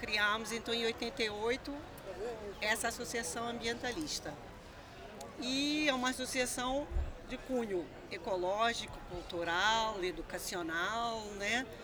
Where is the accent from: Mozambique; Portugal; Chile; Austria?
Portugal; now in Brazil; Sou portuguesa, como vocês já devem ter notado, né? Estou no Brasil desde 1979.